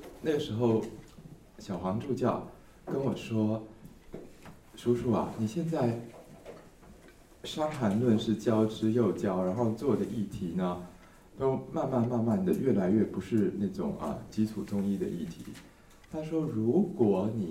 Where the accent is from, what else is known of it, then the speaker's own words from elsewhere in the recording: Guangdong, China; Chinese is a second language; 但是我们广东人读书的时候才讲的话